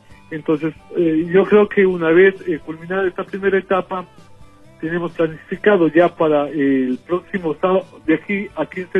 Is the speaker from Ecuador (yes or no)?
yes; Ecuador; now in Spain; lo que somos los ecuatorianos capaces del mundo